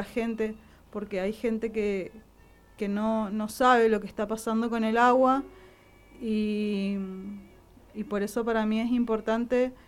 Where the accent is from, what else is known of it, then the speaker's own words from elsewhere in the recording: General Alvear, Mendoza, Argentina; Alvear, yo soy de Alvear, de General Alvear